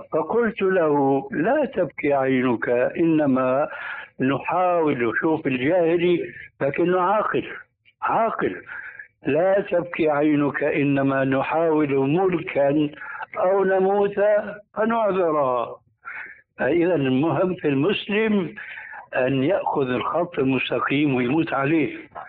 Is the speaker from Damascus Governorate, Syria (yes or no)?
yes; Damascus, Damascus Governorate, Syria; كما يقولون عندنا في دمشق